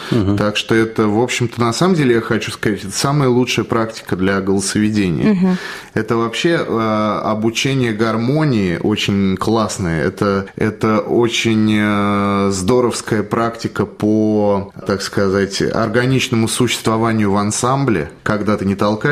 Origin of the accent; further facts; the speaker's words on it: Nizhny Novgorod, Nizhny Novgorod Oblast, Russia; born there; я родился в Нижнем Новгороде, так что можно сказать, что почти земляк.